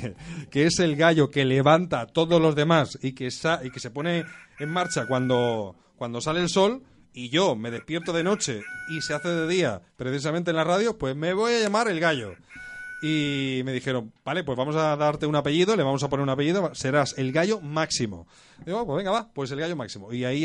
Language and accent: Spanish; Barcelona, Catalonia, Spain; Yo soy de Barcelona.